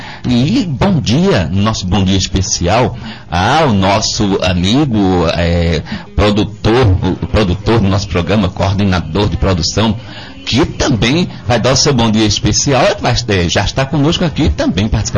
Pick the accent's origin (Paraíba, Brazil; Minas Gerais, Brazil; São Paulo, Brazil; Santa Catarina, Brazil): Paraíba, Brazil; João Pessoa; dessa terra maravilhosa que é a Paraíba, dessa cidade que eu chamo minha terrinha, João Pessoa.